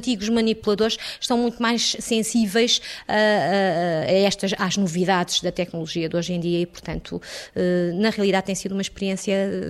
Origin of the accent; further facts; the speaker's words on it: Norte, Portugal; eu também sou transmontana e os transmontanos são, por natureza, afáveis